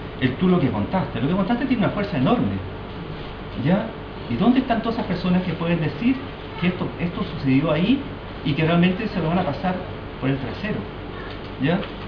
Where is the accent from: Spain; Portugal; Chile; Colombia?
Chile; Iquique, Tarapacá; Yo vengo de la ciudad de Iquique, y en esa ciudad se genera todo un movimiento social muy fuerte.